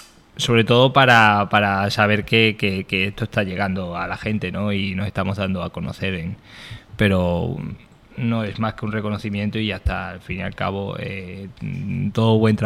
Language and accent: Spanish; Extremadura, Spain; Yo es que no soy alicantino, soy extremeño.